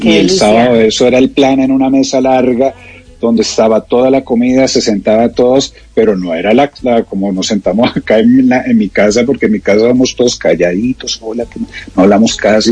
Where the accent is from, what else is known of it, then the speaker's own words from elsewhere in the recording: Bogotá, Colombia; no, una costeña, pues no creo, pues porque yo soy cachaco.